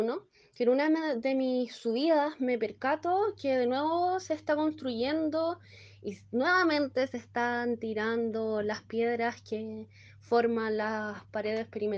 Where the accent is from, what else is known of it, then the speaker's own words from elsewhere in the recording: Rancagua, O'Higgins, Chile; soy de Rancagua